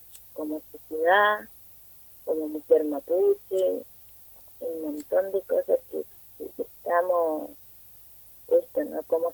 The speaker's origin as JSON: {"language": "Spanish", "region": "Neuquén", "country": "Argentina", "said": "vengo de Top Boy, de una comunidad mapuche de acá de la zona norte."}